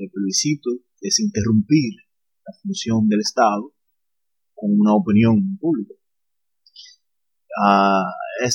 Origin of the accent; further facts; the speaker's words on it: Dominican Republic; estamos cerca de las elecciones congresionales de aquí en mi país, República Dominicana.